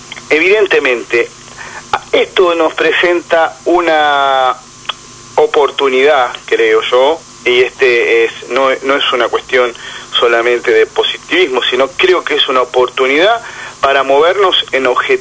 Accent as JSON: {"language": "Spanish", "country": "Argentina", "said": "nosotros estemos en un estado de situación como sociedad argentina"}